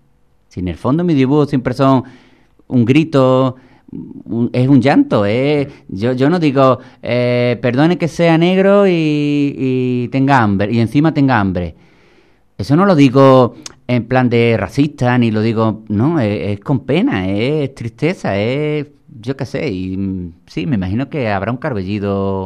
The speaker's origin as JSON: {"language": "Spanish", "town": "Villamartín", "region": "Andalusia", "country": "Spain", "tie": "born there", "said": "¿Pero tú dónde naciste? En Cádiz. ¿Pero en Cádiz? No, en Villamartín, que está al lado de Sevilla."}